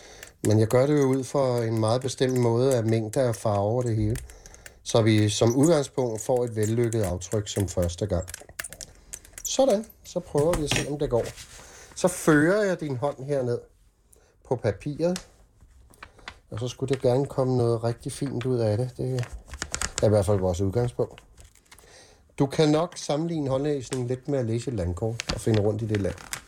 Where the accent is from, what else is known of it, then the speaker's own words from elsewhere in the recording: Copenhagen, Capital Region of Denmark, Denmark; vi er ude på Amager i en, hvad kan vi kalde det, ældre bolig lejlighed. Og mit barndomshjem var ved Søerne i København, ved Bartolinsgade.